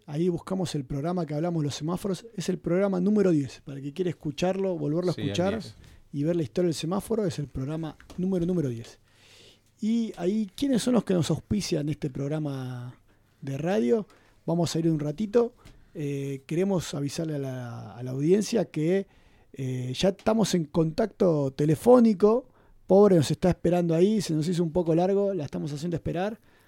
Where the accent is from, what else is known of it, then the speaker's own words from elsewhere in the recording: Buenos Aires, Argentina; now in Bariloche, Argentina; yo soy porteño, pero hace más de 20 años que estoy en Bariloche y ya me siento más barilochense.